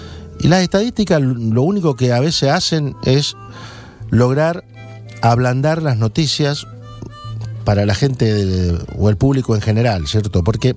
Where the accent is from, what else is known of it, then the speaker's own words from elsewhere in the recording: Argentina; Somos argentinos, lo relacionan al gaucho argentino.